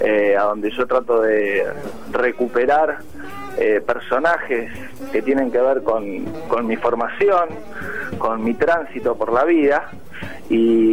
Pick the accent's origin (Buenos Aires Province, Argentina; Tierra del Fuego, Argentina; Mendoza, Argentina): Buenos Aires Province, Argentina; Saavedra; De Saavedra.